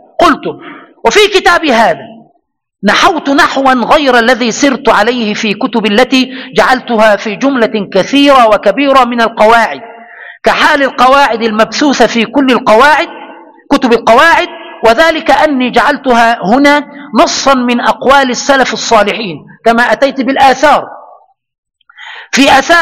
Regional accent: Egypt; هذه القاعدة يستدل بها عندنا في مصر.

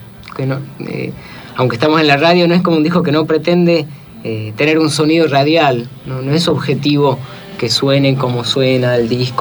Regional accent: Tucumán, Argentina; now in Buenos Aires, Argentina; Sí, yo soy de Tucumán y bueno, hago música y teatro, ¿no? Y sí, me vine a Buenos Aires.

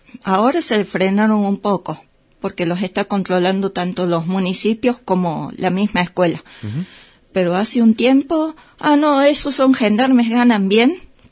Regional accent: Córdoba, Argentina; Yo que vengo de Córdoba, pasa lo mismo en Carlos Paz

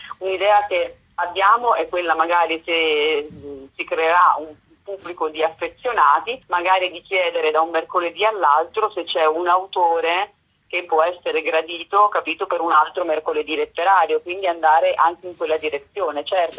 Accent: Emilia-Romagna, Italy; io sono emiliana

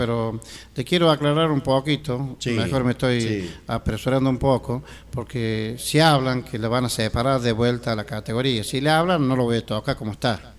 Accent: Quilino, Córdoba, Argentina; born there; hasta mañana a todo mi pueblo querido, que soy nacido acá en este pueblo

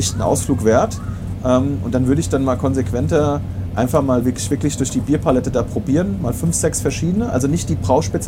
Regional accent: Limburg, Hesse, Germany; da war der Laden, wo ich in meiner Heimatstadt Limburg gearbeitet habe

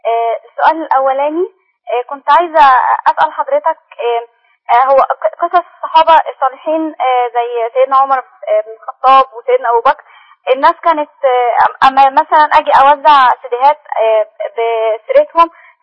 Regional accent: Egypt; يعني إحنا مصريين كتير كده

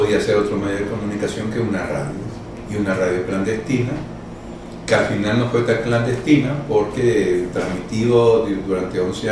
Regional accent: Venezuela; born there; Soy un salvadoreño nacido en Venezuela

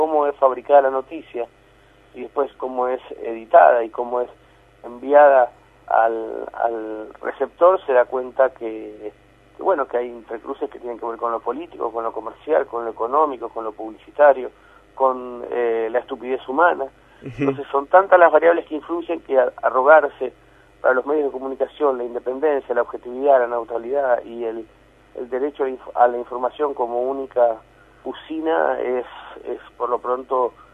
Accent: Argentina; La verdad es que somos argentinos como todo el mundo

